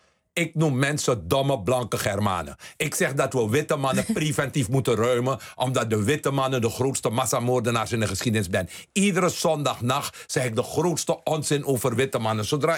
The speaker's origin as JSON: {"language": "Dutch", "country": "Suriname", "tie": "born there", "said": "Ik heb het geluk gehad, ik ben geboren in Suriname."}